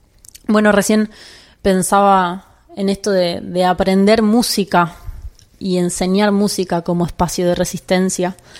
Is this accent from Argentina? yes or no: yes; Buenos Aires, Argentina; soy música de Buenos Aires